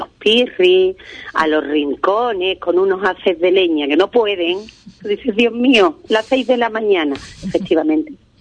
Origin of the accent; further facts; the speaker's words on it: Ubrique, Andalusia, Spain; Cuando estoy fuera es como tener a mi pueblo cerca. Una es muy ubriqueñita, más que una patacabra.